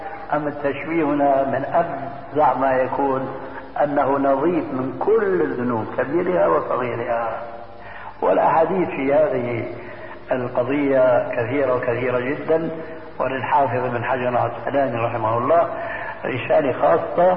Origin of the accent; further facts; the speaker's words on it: Syria; وكما يقول عندنا في سوريا نحط رجلينا بماء باردة